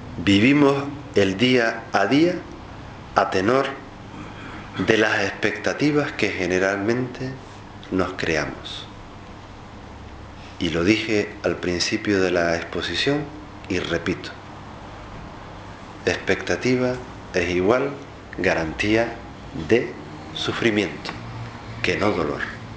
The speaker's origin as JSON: {"language": "Spanish", "country": "Spain", "said": "para mí como español, como europeo, como occidental"}